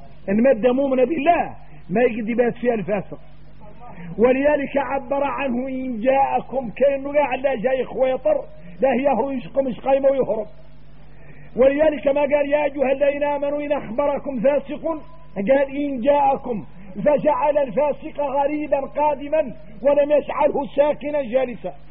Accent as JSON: {"language": "Arabic", "country": "Mauritania", "said": "لو عاد واحد منا احنا موريتاني"}